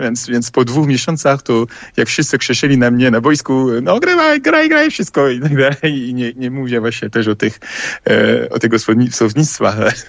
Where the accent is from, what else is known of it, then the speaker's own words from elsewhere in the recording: Paris, Île-de-France, France; Polish is a second language; Pochodzę z Paryża, tylko że przez piłkę nożną i przez studia to mieszkałem w różnych miejscach.